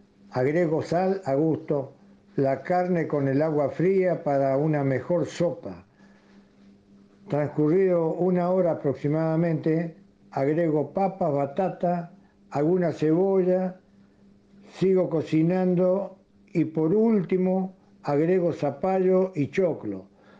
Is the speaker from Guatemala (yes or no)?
no; Corrientes, Argentina; Bueno, como ya dije, me crié en Corrientes.